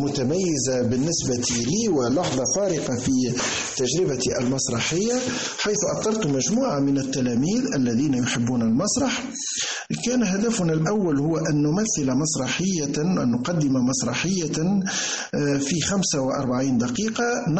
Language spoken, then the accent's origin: Arabic; Redeyef, Gafsa Governorate, Tunisia; born there; من مواليد 1970 بمدينة أرديف من ولاية قفصة، خريج كلية الأداب والعلوم الإنسانية بالقيروان، مدرس لغة فرنسية بالمعاهد التونسية منذ سنة 1993،